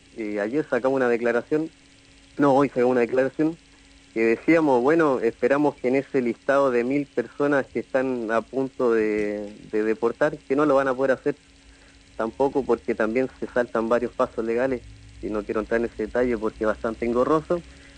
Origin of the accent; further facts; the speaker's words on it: Chile; moved away as an adult; now in Argentina; Sí, yo soy de Chile.